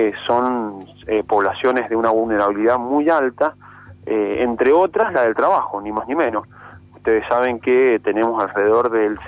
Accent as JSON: {"language": "Spanish", "region": "Mendoza", "country": "Argentina", "said": "yo soy de Mendoza, estamos acá en la delegación de la provincia de Mendoza"}